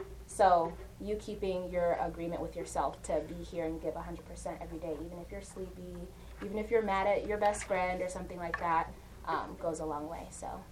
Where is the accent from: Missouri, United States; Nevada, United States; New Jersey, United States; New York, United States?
Nevada, United States; Las Vegas; also born or lived in Uganda; I was born in Uganda, but I grew up here in Las Vegas.